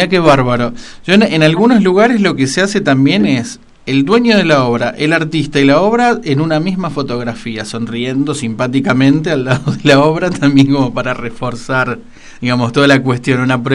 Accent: Rosario, Santa Fe, Argentina; un artista y galerista de Rosario, mi ciudad natal.

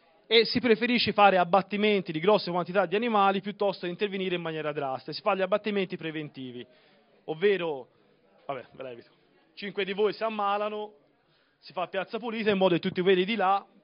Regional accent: Tuscany, Italy; Allora, siamo del Chianti, questa vi tocca.

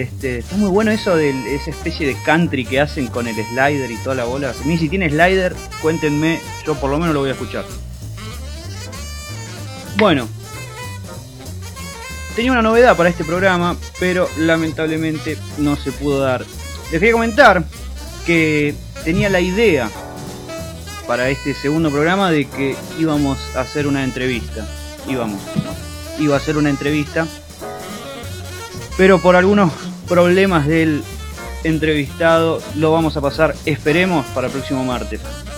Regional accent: Hurlingham, Buenos Aires Province, Argentina; Bueno, yo soy de Hurlingham, una ciudad tradicionalmente rockera

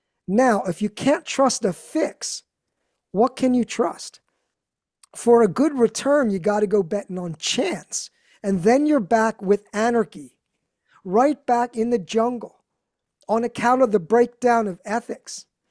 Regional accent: Philadelphia, Pennsylvania, United States; We're both from Philly. Mm-hmm. John Polito and I are from Philly.

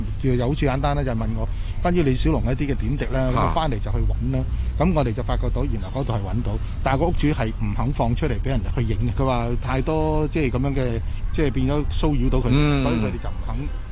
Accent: China; 我哋中國人裏邊

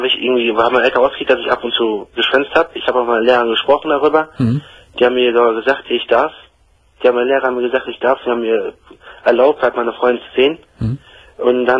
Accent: Germany; born there; Ich bin hier geboren in Deutschland, ja.

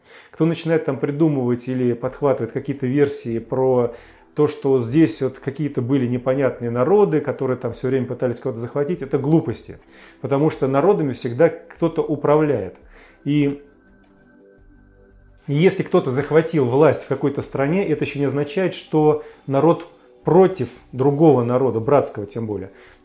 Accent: Russia; Ну, сначала паспорта посмотрел, увидел, что мы из России.

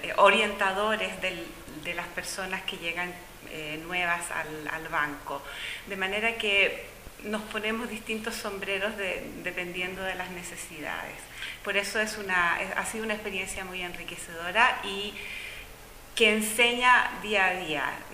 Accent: Chile; moved away as an adult; vengo de Chile, soy chilena.

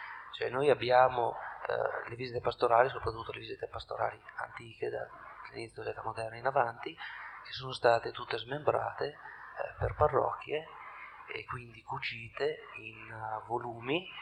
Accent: Tortona, Piedmont, Italy; vengo da Tortona.

